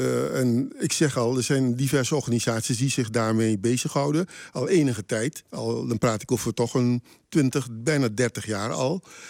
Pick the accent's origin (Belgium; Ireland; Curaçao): Curaçao; also born or lived in Suriname; Ik ben geboren op Curaçao. Mijn moeder is van Curaçao. En mijn vader is van Surinaamse afkomst.